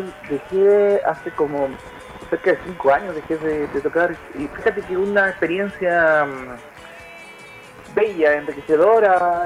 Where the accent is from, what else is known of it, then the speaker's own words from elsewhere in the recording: Antofagasta, Chile; also born or lived in Valle del Huasco; Sí, yo soy huasquino. Nací en el Valle del Huasco, pero sí. A los pocos años me vine a Antofagasta